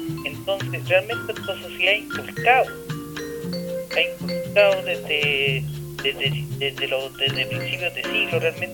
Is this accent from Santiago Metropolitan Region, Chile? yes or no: yes; La Cisterna, Santiago Metropolitan Region, Chile; Soy de La Cisterna, no de Maipú.